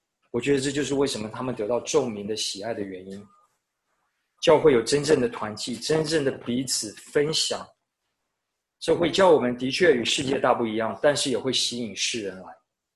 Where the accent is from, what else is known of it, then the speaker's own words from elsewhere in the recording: Taiwan; 我觉得我小时候在台湾的时候，好像很多人到我们家包水饺